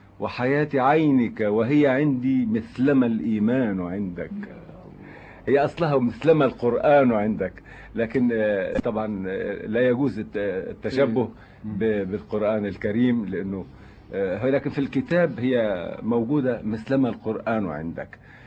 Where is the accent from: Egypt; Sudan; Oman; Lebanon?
Lebanon; لانه فيلم هيكون زي دعائي لبلدي لبنان الحقيقه